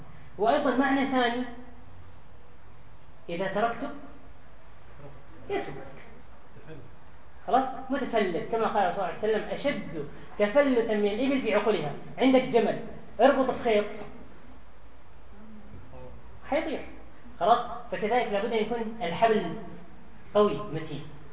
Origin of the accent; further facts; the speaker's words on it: Syria; ما نقصد جنسية معينة لكن أنا شيخ سوري